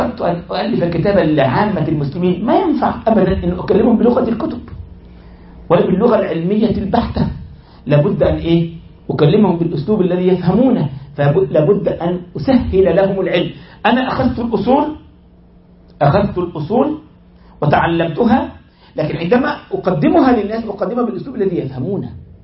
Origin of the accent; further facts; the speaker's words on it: Egypt; تجد بعض الإخوة عندنا في مصر